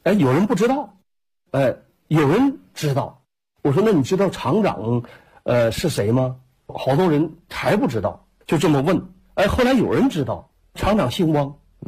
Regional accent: Jilin, China; 我说我是吉林的

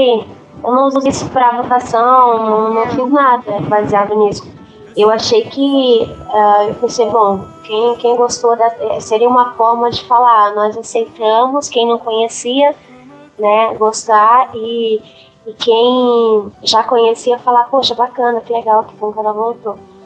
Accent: Florianópolis, Santa Catarina, Brazil; now in São Paulo, Brazil; Eu saí de Florianópolis.

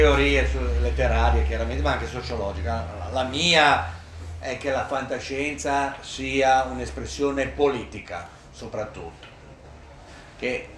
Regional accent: Genoa, Liguria, Italy; io come si dice, sono di Genova, era un po' riservato quando ero bambina

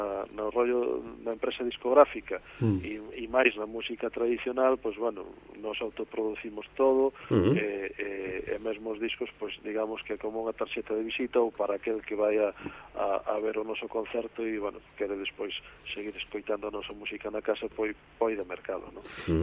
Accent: Outeiro de Rei, Galicia, Spain; eu son daqui de Outeiro de Rei

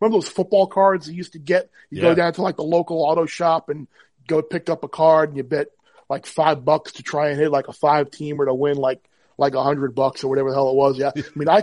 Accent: New York, United States; I mean, we grew up obviously on Long Island. And we had a little quarter horse track right by our house called Suffolk Meadows.

